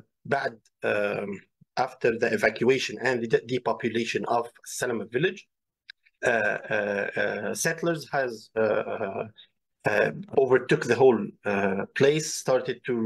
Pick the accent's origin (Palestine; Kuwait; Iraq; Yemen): Palestine; احنا كفلسطينيين ما إلنا علاقة بشو بيصير بعد ال 48